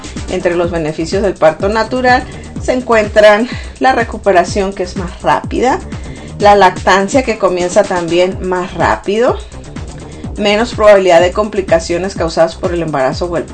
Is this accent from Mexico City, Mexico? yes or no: no; Ciudad Obregón, Sonora, Mexico; en Sonora, de donde yo soy, en Ciudad Obregón y alrededores